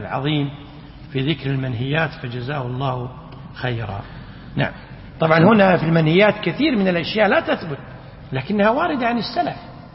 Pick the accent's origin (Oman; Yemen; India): India; Arabic is a second language; وبعض الفقهاء الحديث عندنا في الهند